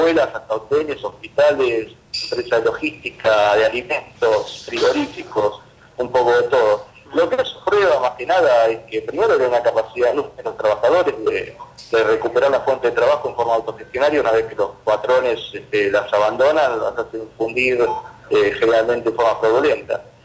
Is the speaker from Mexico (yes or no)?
no; Argentina; Son de autores que son, algunos somos argentinos